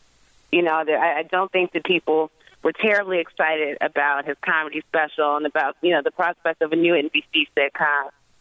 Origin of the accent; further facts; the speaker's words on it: Chicago, Illinois, United States; because I'm from Chicago.